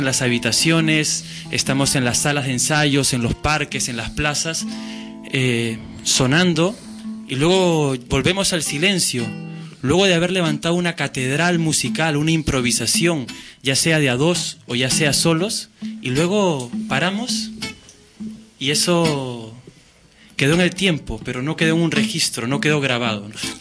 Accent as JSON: {"language": "Spanish", "region": "Lima", "country": "Peru", "moved": "yes", "lives_now": "Barcelona, Spain", "said": "Yo soy de Lima, Perú, del distrito de Barranco, un distrito bohemia. Soy cuarta generación de barranquino porque toda mi familia ha vivido en Barranco y hace 10 años que ya camino por las calles de Barcelona."}